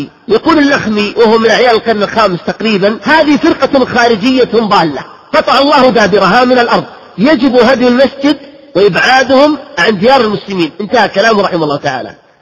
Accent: Najd, Saudi Arabia; ممن نشأوا في بلادي نجد بالتحديد

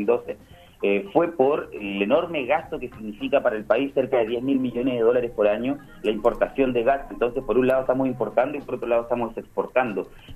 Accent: Chile; De hecho, yo soy chileno, por ejemplo, ¿no?

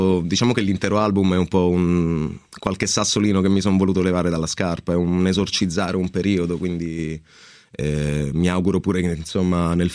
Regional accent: Sicily, Italy; Sì, un po' si sente, dai.

